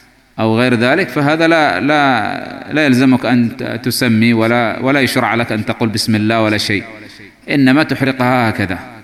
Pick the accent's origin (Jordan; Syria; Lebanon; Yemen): Yemen; نحن عندنا في اليمن نفتقد إلى قوة هذا الإنترنت.